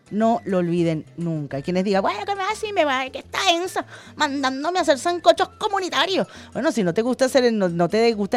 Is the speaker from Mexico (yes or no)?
no; Venezuela; vamos a unirnos como venezolanos y como venezolanas.